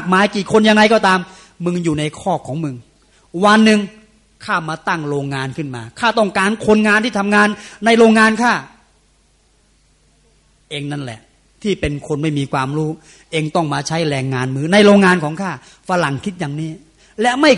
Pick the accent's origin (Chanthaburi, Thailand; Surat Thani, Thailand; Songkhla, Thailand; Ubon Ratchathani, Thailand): Chanthaburi, Thailand; Khlung; also born or lived in Trat; ผมเกิดที่ดงกลางตราดแล้วก็ย้ายมาซึ่งล่างอำเภอขลุงจันทบุรี